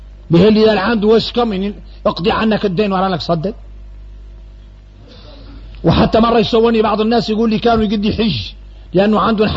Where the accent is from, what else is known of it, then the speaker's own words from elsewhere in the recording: Mauritania; احنا موريتاني